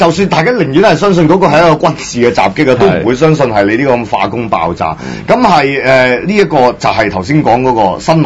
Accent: Hong Kong; 那譬如我們香港人會關心的

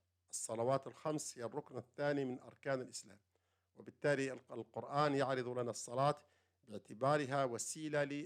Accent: Algeria; عندنا في الجزائر، المذهب المالكي في الجزائر

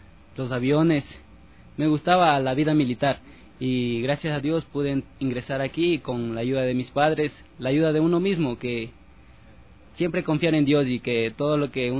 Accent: Guaranda, Bolívar, Ecuador; Vengo de la provincia de Bolívar, Guaranda, específicamente.

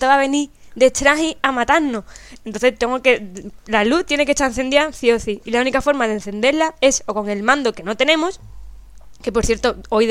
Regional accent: Chiclana de la Frontera, Andalusia, Spain; soy de Chiclana, puedo andar 10.000 kilómetros y hace falta.

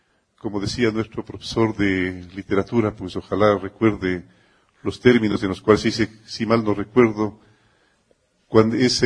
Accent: Ecuador; Siempre Quito ha sido extraordinariamente amable, al igual que somos todos los ecuatorianos.

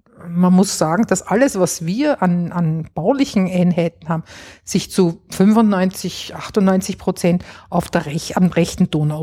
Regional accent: Vienna, Austria; ich bin jetzt auch ein Kind der Nachkriegszeit. Das heißt, ich bin eigentlich auch nicht, ich bin in Wien aufgewachsen. Also ich bin nicht in den Bergen.

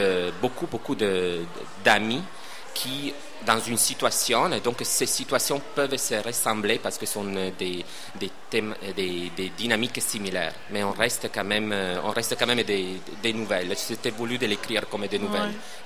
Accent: Italy; moved away as an adult; quand je suis parti de l'Italie, j'avais 20 ans, et j'ai laissé tout un groupe d'amis

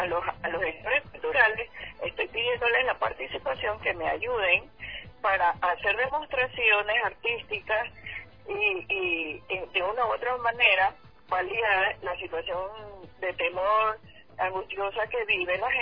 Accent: Esmeraldas, Ecuador; Así nos toca vivir a los esmeraldeños. Da mucha pena que los balnearios nuestros, los principales, estén siendo tan afectados, y también la ciudad en sí.

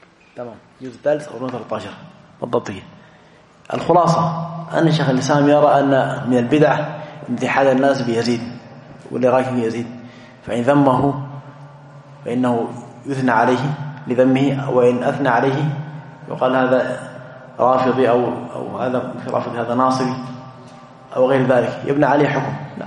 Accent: Sudan; عندنا في السودان فروع يمكن 6 أو 7 كلها مجمعة على مرجعية واحدة

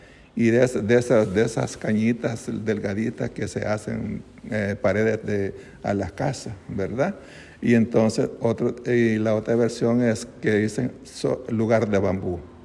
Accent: El Salvador; que formamos en aquellos años del 82 en mi país.

